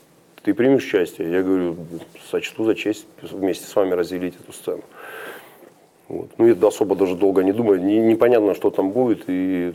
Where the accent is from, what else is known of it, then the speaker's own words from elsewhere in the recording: Rostov-on-Don, Rostov Oblast, Russia; Ну, я из Ростова-на-Дону.